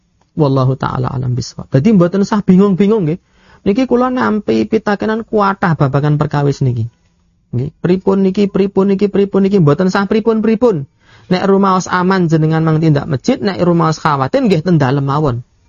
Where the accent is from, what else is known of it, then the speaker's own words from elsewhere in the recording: Bayat, Central Java, Indonesia; Kula nggih nderek pitepangan kula saking Bayat hadine ngrat gitu. Bapak kula menika rumiyin hobi jimat. Hobi kuburan lan Islam mambu-mambu kejawen.